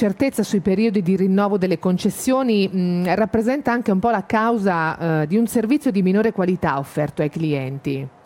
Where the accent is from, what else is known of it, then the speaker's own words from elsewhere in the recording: Marche, Italy; sono marchigiana, frequento quella spiaggia là da tutta la vita